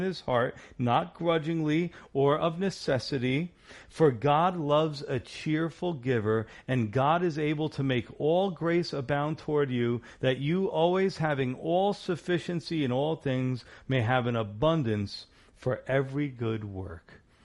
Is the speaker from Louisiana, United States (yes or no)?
no; New York, United States; Listen, I'm a New Yorker. You know, I don't trust anybody.